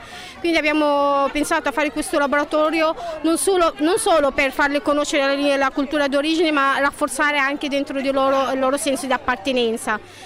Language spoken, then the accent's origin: Italian; Egypt; now in Italy; sono egiziana, sono qua in Italia da 10 anni